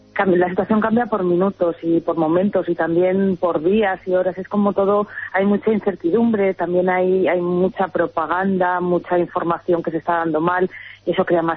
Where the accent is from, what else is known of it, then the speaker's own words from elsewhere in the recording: Spain; now in Ukraine; saben si somos españoles